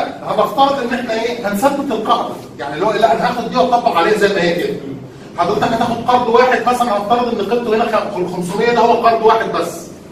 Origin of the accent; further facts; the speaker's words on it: Egypt; احنا ده دلوقتي عندنا في مصر